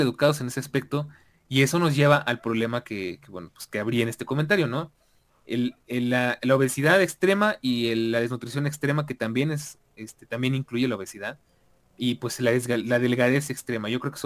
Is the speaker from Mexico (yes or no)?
yes; Mexico; como latinoamericanos y más como mexicanos